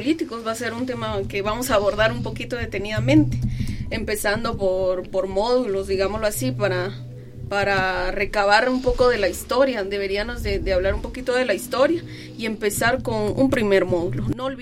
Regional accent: Sololá, Guatemala; soy originaria de Cachiquel, del área del lago de Atitlán, uno de los lagos más maravillosos del mundo.

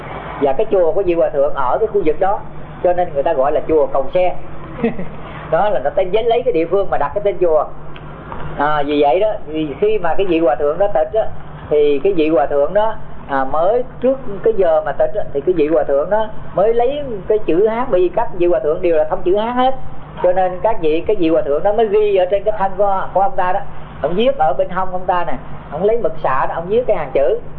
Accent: Tay Ninh, Vietnam; Cho nên thầy sinh trưởng ở Tây Ninh do những cái mẫu chuyện mà nó huyền thoại đó

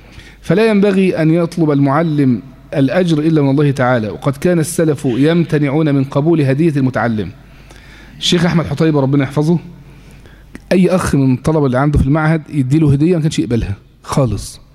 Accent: Egypt; حتى عندنا في مصر هنا كبار ممثلي هذا التيار

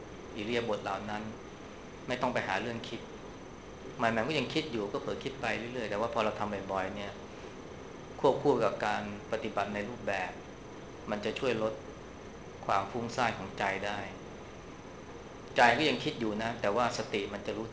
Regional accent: Bangkok, Thailand; พวกเราเนี่ยคนกรุงเทพเนี่ยเวลาเจอไฟแดงเนี่ยเราจะหงุดหงิดขึ้นมาทันทีนะ

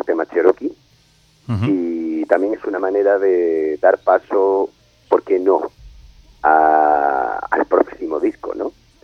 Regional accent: Spain; Sí, pero bueno, somos españoles, en eso... Eso es lo nuestro.

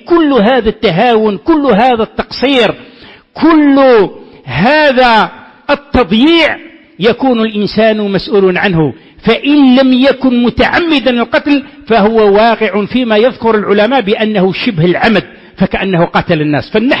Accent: Algeria; ولا سيما عندنا في الجزائر

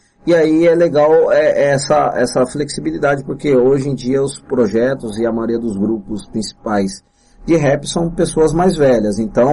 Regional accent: São Bernardo do Campo, São Paulo, Brazil; eu sou de São Bernardo do Campo, sou batateiro, quem nasce em São Bernardo do Campo é considerado batateiro, quem nasce em Santo André, ceboleiro, eu sou batateiro

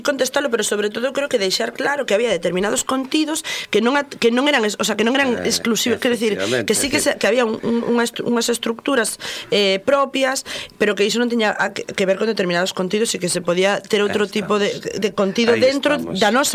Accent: Galicia, Spain; que é da miña terra, bergantiñano

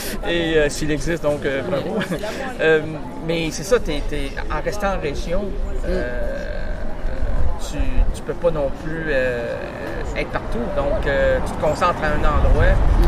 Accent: Quebec City, Quebec, Canada; Je ne suis pas de Montréal, je suis de Québec.

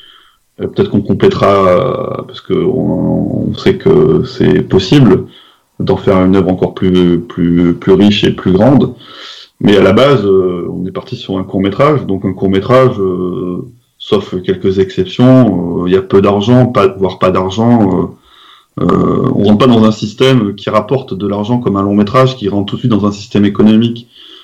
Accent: France; Vu qu'on est français, il y a d'autres choses qui rentrent en jeu

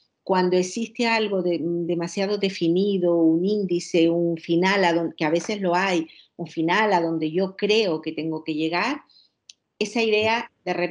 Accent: Villa de Mazo, Canary Islands, Spain; una mujer que la ubico en mi pueblo, en Villa de Mazo

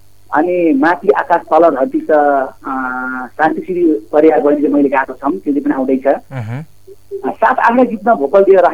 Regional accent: Rampur, Lumbini Province, Nepal; also born or lived in Kolkata, India; जन्म त मेरो इन्डियामा भएको तर कलकत्तामा है

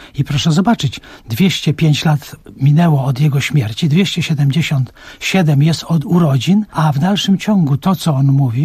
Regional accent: Maciejowice, Masovian Voivodeship, Poland; To się bierze z tego, że ja pochodzę w ogóle z Maciejowic.

